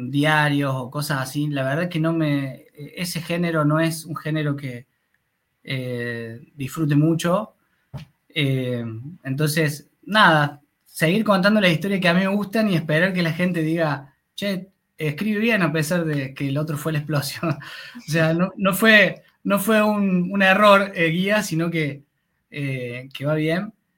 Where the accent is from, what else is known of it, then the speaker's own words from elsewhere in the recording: Córdoba, Argentina; un poco porque soy de Córdoba